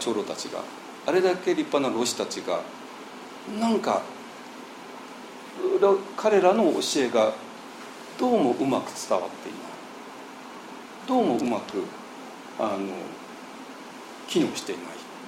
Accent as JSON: {"language": "Japanese", "region": "Tokyo", "country": "Japan", "tie": "born or raised there", "said": "東京で生まれちゃったんですよ。私は東京のオタクで生まれたんですけどね。"}